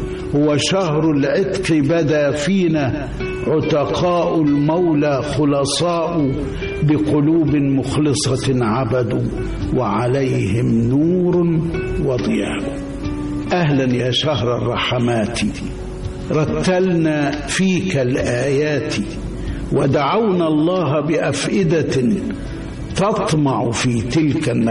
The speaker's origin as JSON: {"language": "Arabic", "town": "Bani Amer", "region": "Sharqia Governorate", "country": "Egypt", "tie": "born or raised there", "said": "كنت منذ طفولتي أعيش في قريتي وهي بني عامر مركز الزقازيق محافظة الشرقية،"}